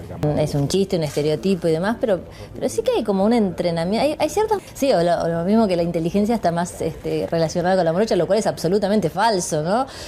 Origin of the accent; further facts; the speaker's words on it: Burzaco, Buenos Aires Province, Argentina; es mi infancia y sigue siendo mi lugar de referencia. Yo he vivido viví en la capital, ahora vivo en la zona norte, pero para mí, si vos me preguntás de dónde soy, yo soy de Bursaco